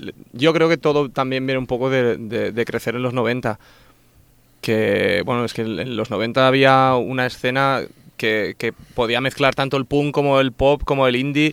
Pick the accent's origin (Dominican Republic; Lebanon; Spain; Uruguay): Spain; Vilanova; en mi pueblo, en Vilanova, que es muy 60, que toda la gente más mayor escuchaba música 60